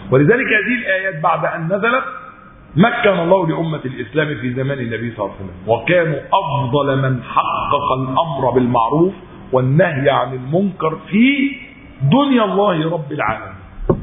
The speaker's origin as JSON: {"language": "Arabic", "country": "Egypt", "said": "كما يقال عندنا في مصر لا يودي ولا يجيب"}